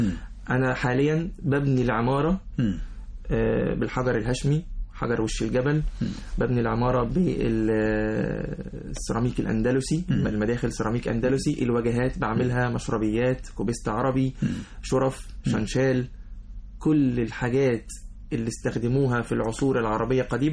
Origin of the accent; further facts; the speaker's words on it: Alexandria, Alexandria Governorate, Egypt; born there; لأن أنا من مواليد اسكندرية بالمناسبة